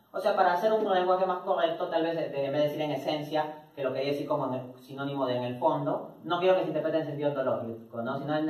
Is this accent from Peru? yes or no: yes; Peru; born there; yo nací en Perú, yo no elegí nacer en Perú, ¿no? Actúo dentro de ese contexto en que nací en Perú.